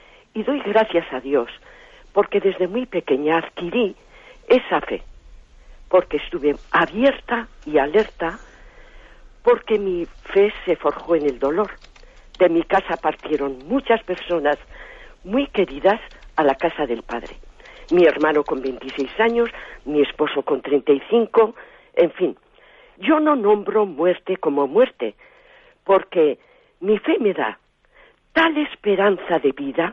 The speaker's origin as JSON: {"language": "Spanish", "region": "Basque Country", "country": "Spain", "said": "de Guipúzcoa."}